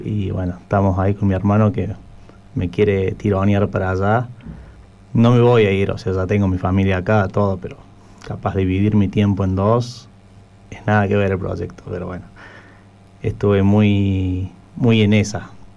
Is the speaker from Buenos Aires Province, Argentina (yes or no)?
no; Córdoba, Argentina; yo soy de Córdoba, fui y visité a la familia